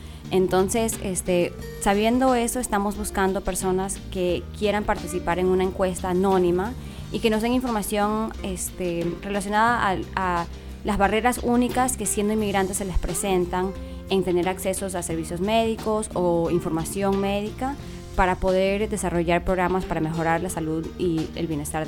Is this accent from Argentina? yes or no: no; Ecuador; now in Nashville, United States; Yo soy originalmente ecuatoriana, pero llevo aquí en Nashville ya 3 años.